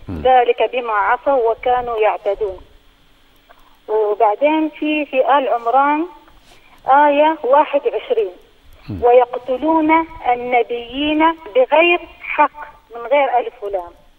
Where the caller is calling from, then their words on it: Qatar; أنا من قطر.